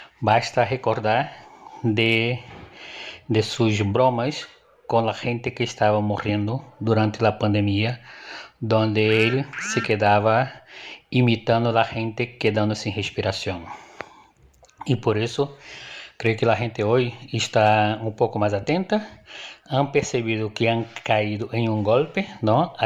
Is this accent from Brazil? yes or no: yes; Nova Iguaçu, Rio de Janeiro, Brazil; Spanish is a second language; now in Madrid, Spain; soy de Nueva Iguaçu, vivo entre Nueva Iguaçu y Madrid. Nueva Iguaçu es una ciudad del área metropolitana de Río de Janeiro.